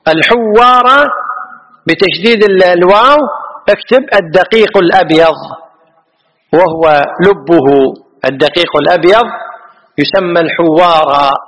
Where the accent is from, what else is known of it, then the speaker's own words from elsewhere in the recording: Kuwait; عد هذه معروفة عندنا في الكويت، المرعز معروف عندنا في الكويت